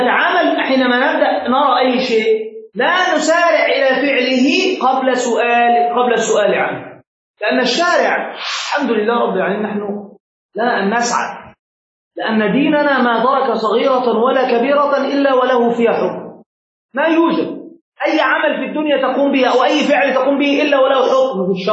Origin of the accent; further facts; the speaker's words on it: Egypt; كما عندنا في مصر هنا